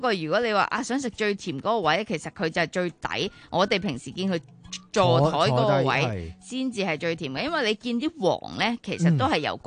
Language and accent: Cantonese; Hong Kong